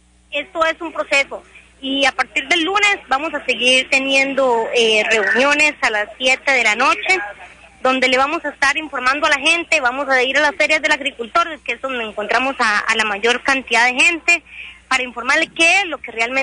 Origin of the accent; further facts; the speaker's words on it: Naranjo, Alajuela, Costa Rica; Vengo de Occidente, de Naranjo.